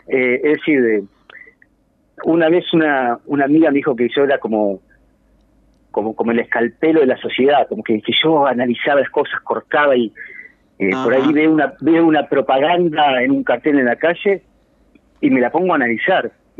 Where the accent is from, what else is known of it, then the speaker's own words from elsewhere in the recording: Montevideo, Uruguay; De Montevideo, sí.